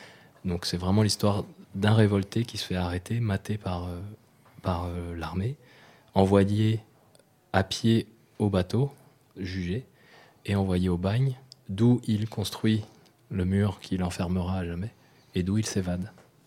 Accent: New Caledonia; born there; Moi, je suis né en Nouvelle-Calédonie, mais je ne suis pas kanak

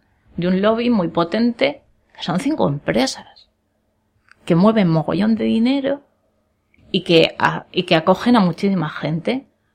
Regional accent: Madrid, Community of Madrid, Spain; now in Bilbao, Spain; Yo sigo flipando la primera vez que vine aquí a Bilbao.

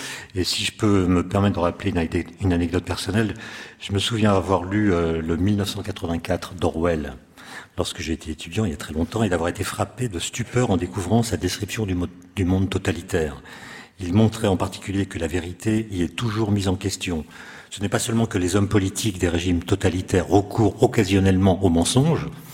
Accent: France; Peuvent se passer aux États-Unis ou chez nous en France, mais surtout aux États-Unis.

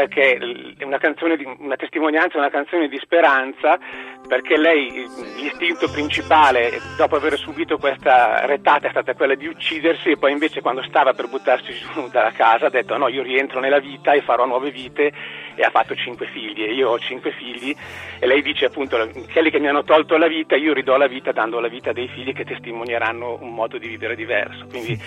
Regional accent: Lombardy, Italy; quando ero un bambino nel paese, in provincia di Cremona, dove è nata mia mamma

